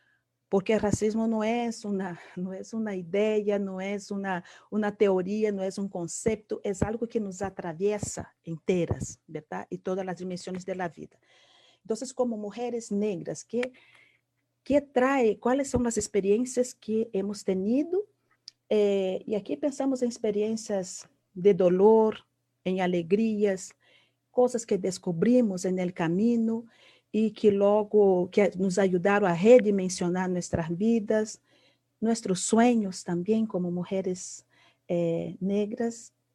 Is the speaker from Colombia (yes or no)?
no; Brazil; Spanish is a second language; now in Costa Rica; soy brasileña, ya con muchos años de vivir aquí en Costa Rica